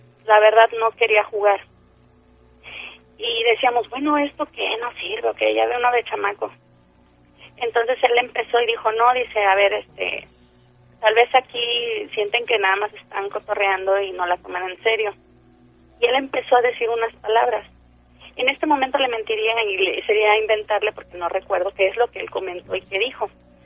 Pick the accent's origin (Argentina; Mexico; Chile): Mexico; Tampico, Tamaulipas; de Tampico.